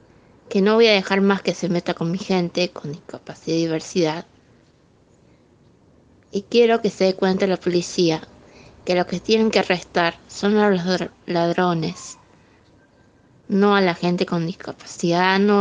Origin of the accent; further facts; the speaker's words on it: Córdoba, Argentina; Soy de Córdoba y tenemos varias sorpresas para la marcha.